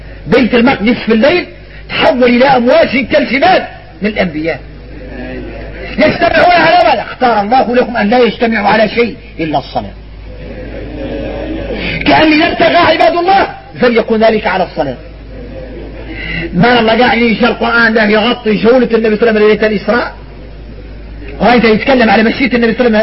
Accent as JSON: {"language": "Arabic", "country": "Mauritania", "said": "احنا موريتاني"}